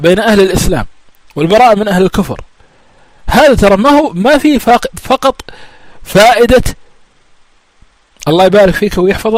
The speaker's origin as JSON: {"language": "Arabic", "country": "Kuwait", "said": "ها صار عندنا بالكويت عدة مرات"}